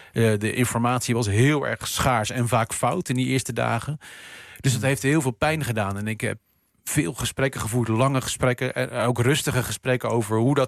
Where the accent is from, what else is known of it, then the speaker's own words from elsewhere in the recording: Rotterdam, South Holland, Netherlands; Nou ja, ik was toen 8. Ik kom uit Rotterdam.